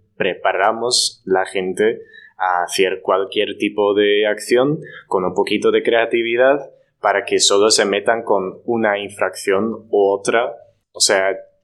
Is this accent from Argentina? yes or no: no; Netherlands; Spanish is a second language; now in Spain; además soy extranjero, soy de Holanda, no puedo comparar cómo es la situación en España como con la holandesa